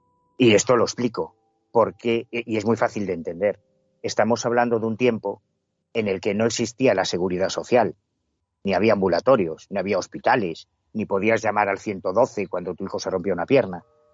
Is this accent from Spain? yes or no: yes; Galicia, Spain; independientemente del cariño que yo le tenga a mi tierra, es verdad que en Galicia hay una herencia mágica muy sólida